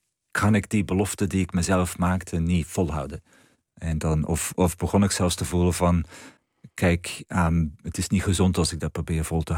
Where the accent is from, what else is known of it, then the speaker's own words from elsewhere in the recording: Flanders, Belgium; accent: Antwerp dialect; ik ga dat deels in het Antwerps doen. En toen ik dat dan gedeeltelijk in mijn dialect schreef, dan stroomde het er allemaal uit.